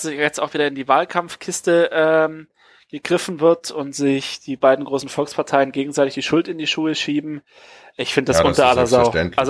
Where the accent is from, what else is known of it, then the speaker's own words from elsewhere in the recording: Hamburg, Germany; mir wird es als Hamburger auf den Sack gehen, wenn die Innenstadt abgesperrt wird